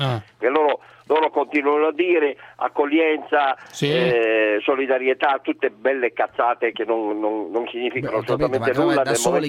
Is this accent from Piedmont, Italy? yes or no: yes; Turin, Piedmont, Italy; Io sono di Torino.